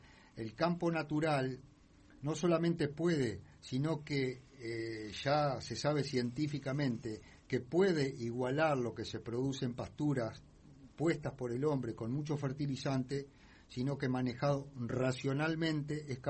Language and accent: Spanish; Paysandú, Uruguay; yo soy de Paysandú